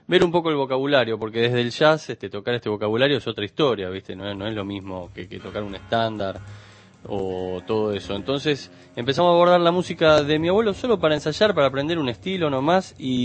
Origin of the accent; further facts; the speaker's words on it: Buenos Aires, Argentina; nosotros somos todos de Capital